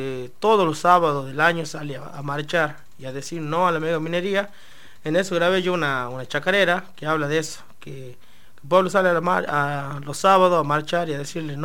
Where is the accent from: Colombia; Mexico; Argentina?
Argentina; Andalgalá, Catamarca; moved away; yo me tengo que venir de Andalgalá para ser profesional, para buscar un futuro, ¿me entendés? Y yo mismo me estoy pagando el edificio porque es de mi tierra